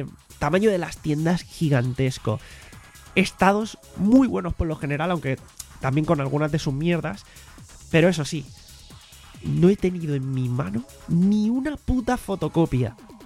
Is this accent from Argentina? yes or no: no; Spain; como aquí somos unos putos crápulas, hablo en general como sociedad española en ese sentido